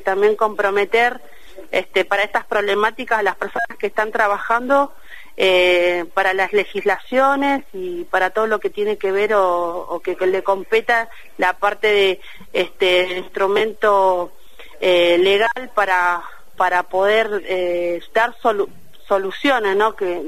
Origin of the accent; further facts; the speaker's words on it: Ushuaia, Tierra del Fuego, Argentina; yo soy nacida y criada, se dice NIC, nacida y criada en Ushuaia, y esta problemática la vengo viendo de chica.